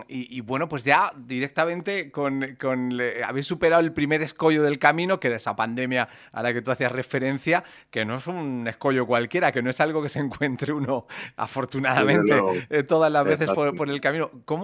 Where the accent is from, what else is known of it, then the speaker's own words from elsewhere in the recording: Murcia, Region of Murcia, Spain; El hecho de que yo sea de Murcia también, obviamente, pues hace que yo reconozca también el nombre de la banda.